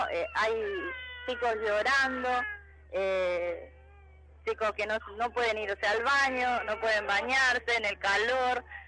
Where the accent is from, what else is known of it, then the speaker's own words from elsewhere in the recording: Argentina; yo soy del interior de la Argentina, no soy de Formosa.